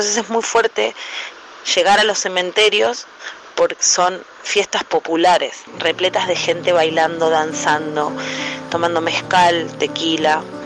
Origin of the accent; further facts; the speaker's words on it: Argentina; Nosotros como argentinos también sabemos de eso.